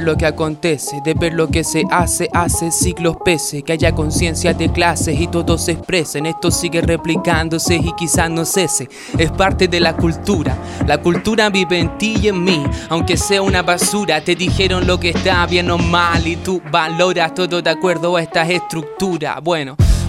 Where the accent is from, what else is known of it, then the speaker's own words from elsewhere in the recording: Rengo, O'Higgins, Chile; nosotros somos de Rengo, que es una localidad que es un pueblo al sur de Valparaíso, es donde vivo yo ahora.